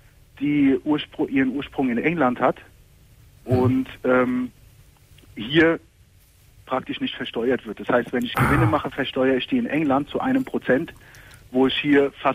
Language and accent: German; Turkey; ich bin Türke, wie du ja hörst, ja. Und Sohn von klassischen Gastarbeitern.